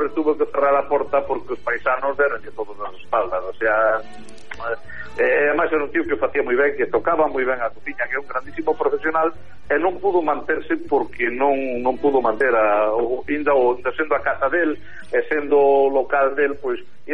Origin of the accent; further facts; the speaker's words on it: Galicia, Spain; O carácter noso galego, eu son moi galeguista, son moi galego, pero somos un pueblo difícil de comprender e difícil de gobernar.